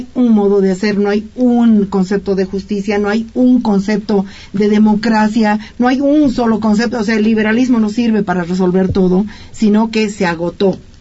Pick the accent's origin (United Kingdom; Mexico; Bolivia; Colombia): Bolivia; Sí, pero no porque soy boliviana, me invitan feminista.